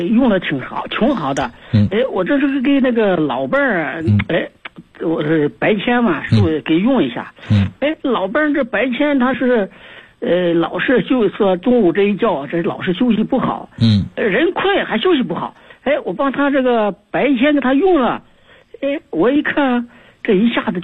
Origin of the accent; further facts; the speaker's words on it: Tongling, Anhui, China; 我是来自安徽铜陵的，